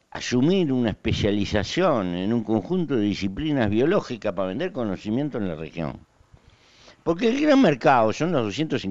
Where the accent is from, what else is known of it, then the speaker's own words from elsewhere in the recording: Uruguay; Y no meterme en los problemas, porque eso sería una mala manera de ser uruguayo.